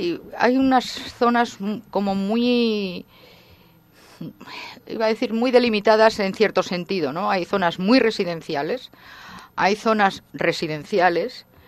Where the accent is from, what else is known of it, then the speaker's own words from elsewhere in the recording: Barcelona, Catalonia, Spain; En Europa yo me acuerdo de pequeña en la playa, siempre soy de Barcelona y veraneábamos en la playa